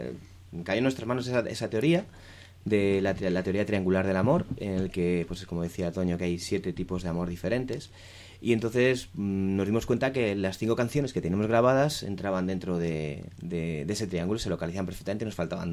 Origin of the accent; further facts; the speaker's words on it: Alicante, Valencian Community, Spain; somos seis músicos de Alicante que realmente pues tenemos otras inquietudes artísticas